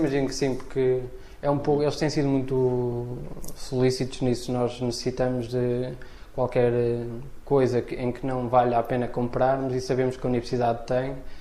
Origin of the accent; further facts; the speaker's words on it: Santa Maria da Feira, Aveiro, Portugal; eu não sou do Porto, sou do Conselho da Feira, mas já quase a Gaia, mas ainda Feira.